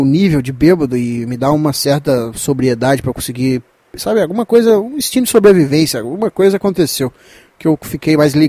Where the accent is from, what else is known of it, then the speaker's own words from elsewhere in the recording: Minas Gerais, Brazil; pra quem não sabe, eu sou de Minas